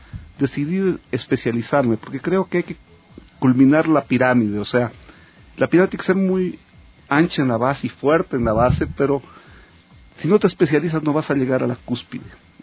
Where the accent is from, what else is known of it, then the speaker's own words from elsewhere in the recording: Loja, Ecuador; born there; me fui a trabajar en Loja, que es mi provincia natal, durante algunos años, y volví a trabajar en Quito desde el año 94